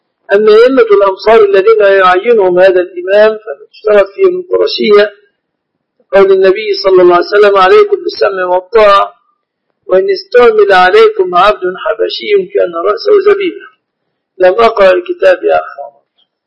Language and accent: Arabic; Egypt; نعم، الذهب من النهر في بلادنا مصر.